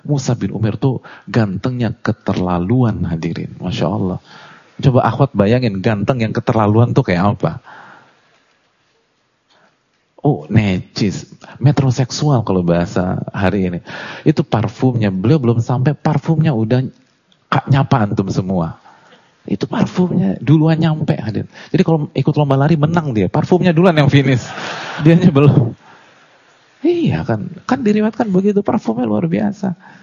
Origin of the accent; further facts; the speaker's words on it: Jakarta, Indonesia; Tapi saya lahir di Jakarta dan saya hidup di sini.